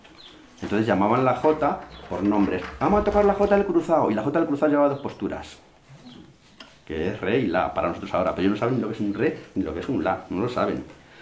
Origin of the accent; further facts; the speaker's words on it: Castilla-La Mancha, Spain; porque no somos iguales los toledanos que los palentinos.